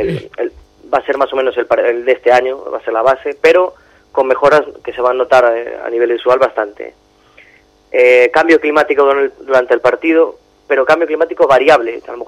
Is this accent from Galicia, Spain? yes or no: yes; Galicia, Spain; Ahora sí que soy yo, el gallego.